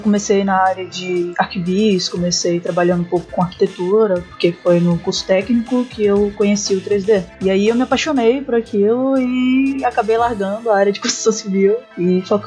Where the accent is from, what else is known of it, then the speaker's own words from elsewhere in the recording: Salvador, Bahia, Brazil; moved away as an adult; Eu sou de Salvador. Eu me mudei de lá há uns 4 anos.